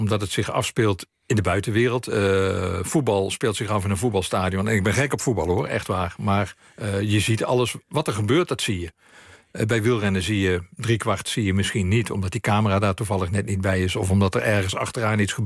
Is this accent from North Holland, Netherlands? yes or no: no; Limburg, Netherlands; Ik ben opgegroeid in Limburg, in Zuid-Limburg. En later verhuisde ook naar Midden-Limburg.